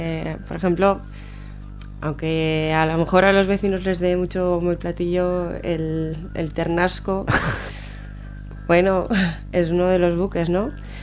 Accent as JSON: {"language": "Spanish", "town": "Tarazona", "region": "Aragon", "country": "Spain", "said": "mis padres, por ejemplo, yo soy de Tarazona, y tienen la costumbre de cuando se van a pasear"}